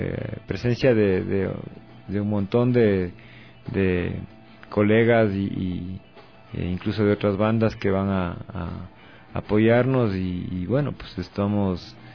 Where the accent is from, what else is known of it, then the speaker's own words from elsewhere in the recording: Latacunga, Cotopaxi, Ecuador; now in Quito, Ecuador; Originalmente en mi ciudad natal, Atacunga, a finales de los 80